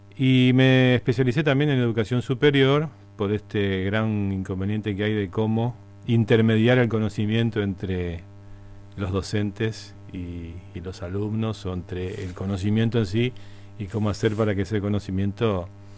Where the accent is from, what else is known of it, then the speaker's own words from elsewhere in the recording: Rosario, Santa Fe, Argentina; now in Posadas, Argentina; Bueno, yo soy rosarino, y hace 30 y pico años que estoy acá en Posadas.